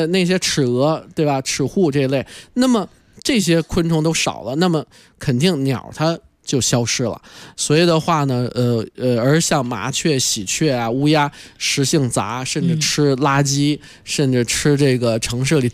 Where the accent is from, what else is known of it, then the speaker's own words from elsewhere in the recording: China; 咱们中国啊普遍的动物都是怕人的，因为中国是确实咱5000年的文明史已经造就了我们中国人和动物有一个很有意思的关系